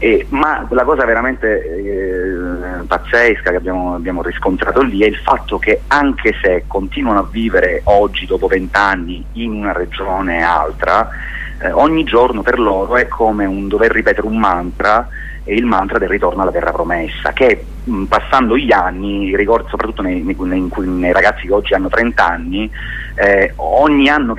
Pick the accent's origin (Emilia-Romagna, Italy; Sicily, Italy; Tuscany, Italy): Sicily, Italy; Palermo; Beh, diciamo che io sono palermitano